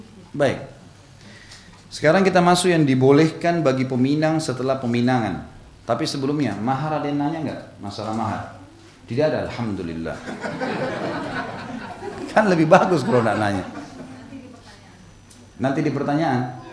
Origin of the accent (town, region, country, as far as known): South Sulawesi, Indonesia; born there